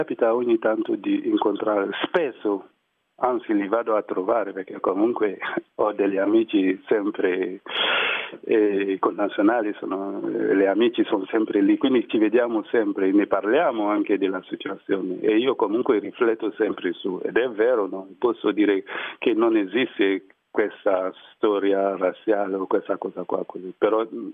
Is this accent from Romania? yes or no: no; Côte d’Ivoire; now in Italy; Ho un bellissimo rapporto con la Costa d'Avorio, che è comunque il mio paese, mi piace tanto.